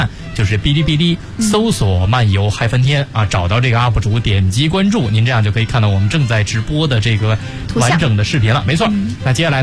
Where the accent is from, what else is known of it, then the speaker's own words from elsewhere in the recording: Beijing, China; 我也是北京的。